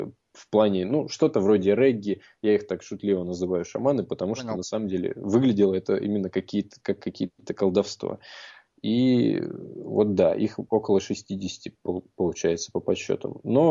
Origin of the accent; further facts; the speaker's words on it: Russia; И спросив, узнав о том, что мы из России